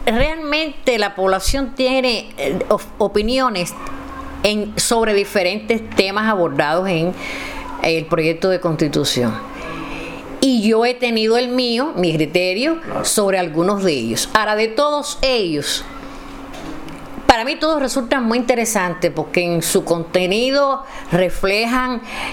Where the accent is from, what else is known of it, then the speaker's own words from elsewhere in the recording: Cuba; Pero en mi país, mi Cuba, este que yo he visto con este terruño que he visto con tanta justicia, con tanto valor, con tanta fortaleza